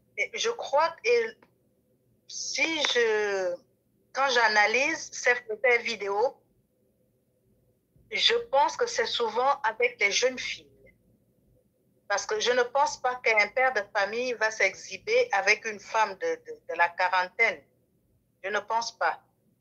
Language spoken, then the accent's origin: French; Gabon; accent: Gabonese; je suis gabonaise de mère et kwato-guinéenne de père, née au Gabon, grandie au Gabon. Toute ma vie a toujours été au Gabon, mon accent est gabonais.